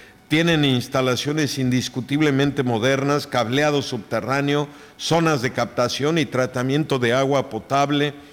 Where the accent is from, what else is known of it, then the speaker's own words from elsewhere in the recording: Oaxaca, Mexico; pero sí soy oaxaqueño a mucho orgullo.